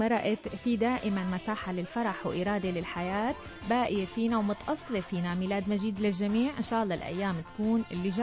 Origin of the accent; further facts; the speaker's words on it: Syria; ويكبر قلبنا إن شاء الله بالأيام الجاية تكون خير ومحبة على بلدنا سوريا